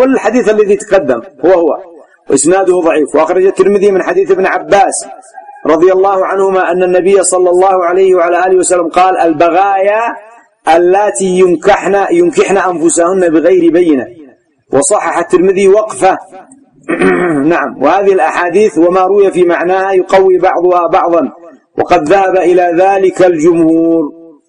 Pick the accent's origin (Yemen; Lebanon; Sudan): Yemen; لكن غالبا النساء ما تتجرع عندنا في اليمن